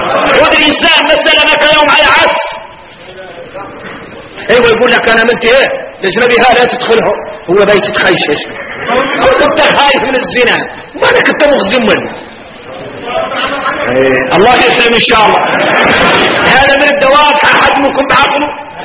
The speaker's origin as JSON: {"language": "Arabic", "country": "Mauritania", "said": "واحنا موريتاني"}